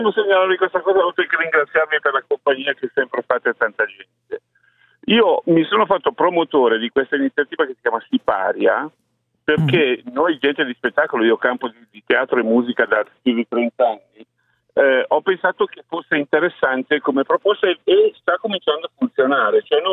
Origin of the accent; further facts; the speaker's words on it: Milan, Lombardy, Italy; now in Treviglio, Italy; Treviglio, ma sono milanese.